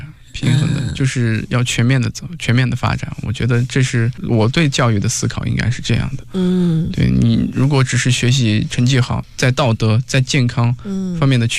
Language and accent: Chinese; Ningxia, China; 我是宁夏，我来自宁夏，然后也是一个农村的孩子，我的家庭条件也不好